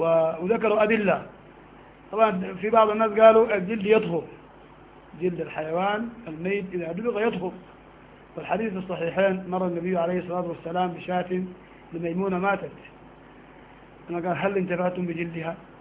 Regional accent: Sudan; نحن قديما عندنا في السودان كان في مخدات من ريش النعام

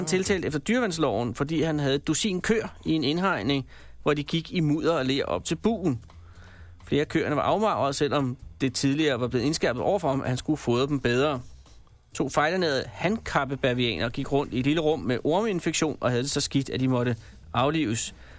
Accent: Copenhagen, Capital Region of Denmark, Denmark; Ude på Østerbro, hvor jeg kommer fra, i København

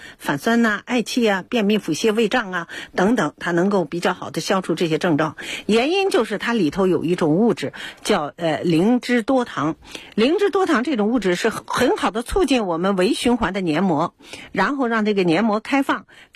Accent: China

